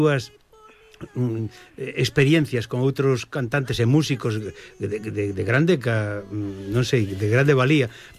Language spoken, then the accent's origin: Galician; Galicia, Spain; amar un pouco máis a nosa o noso ser como galegos